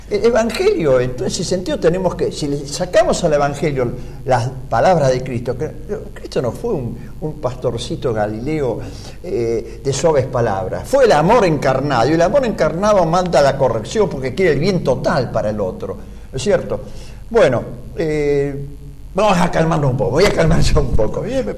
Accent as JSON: {"language": "Spanish", "country": "Argentina", "said": "Somos argentinos para ver un partido de fútbol."}